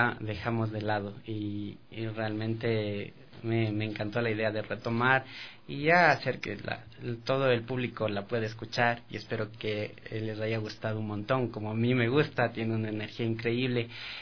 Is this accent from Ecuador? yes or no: yes; Quito, Pichincha, Ecuador; tengo 27 años, soy quiteño, de Cepa.